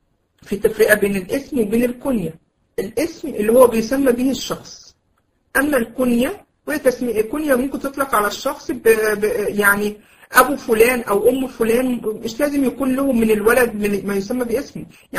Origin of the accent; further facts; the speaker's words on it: Egypt; ويمكن في زمان عندنا في مصر في الأماكن اللي هي قريبة كانوا يسموها مشربية